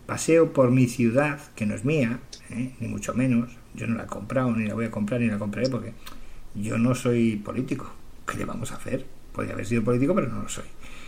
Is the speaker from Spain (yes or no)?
yes; Spain; yo no soy proetarra, soy más español que español, de toda la puta vida